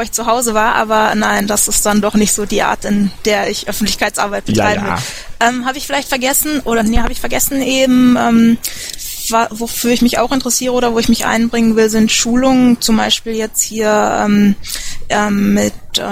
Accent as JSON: {"language": "German", "town": "Düsseldorf", "region": "North Rhine-Westphalia", "country": "Germany", "said": "Ich bin auch aus Düsseldorf"}